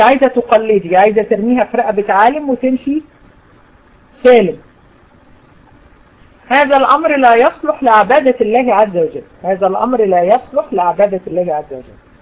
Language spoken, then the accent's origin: Arabic; Egypt; عندنا في مصر